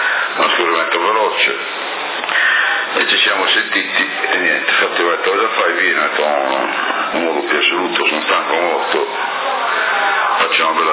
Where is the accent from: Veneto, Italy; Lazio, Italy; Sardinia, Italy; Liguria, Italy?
Sardinia, Italy; Porto Torres; non sono sassarese, sono portorese io.